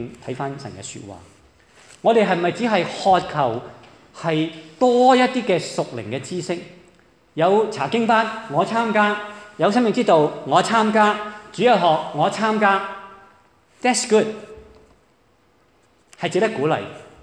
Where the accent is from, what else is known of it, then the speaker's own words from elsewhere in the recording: Hong Kong, China; 对于我们中国人来说，即是鬼都是一个即是鬼怪都是我们一个不是很陌生的一个的课题来的